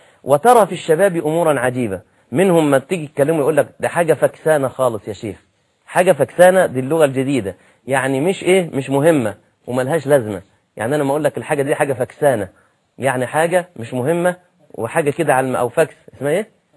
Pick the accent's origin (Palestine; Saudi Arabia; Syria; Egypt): Egypt; نعم أنت دي لغتك وده المتعارف عليه في بلدك زي عندنا في مصر